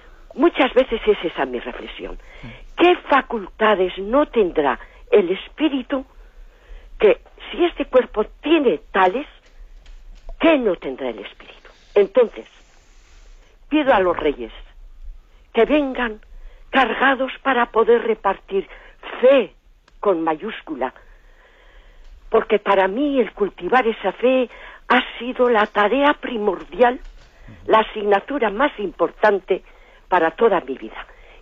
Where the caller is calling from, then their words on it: Basque Country, Spain; de Guipúzcoa.